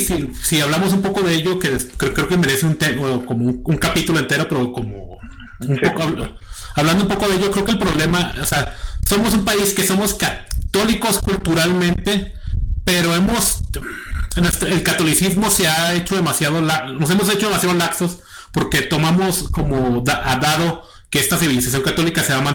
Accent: Mexico; simplemente nosotros ambos somos mexicanos.

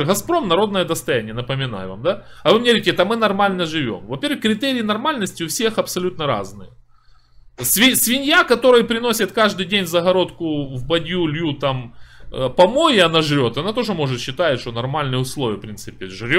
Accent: Poltava, Poltava Oblast, Ukraine; Город Полтава. Украина, если вы не в курсе.

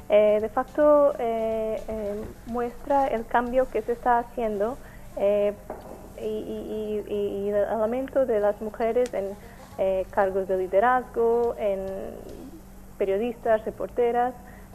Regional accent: Portugal; Spanish is a second language; Soy portuguesa.

